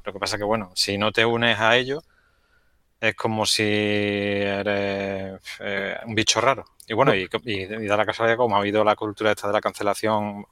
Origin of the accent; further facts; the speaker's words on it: Andalusia, Spain; para eso somos paletos andaluces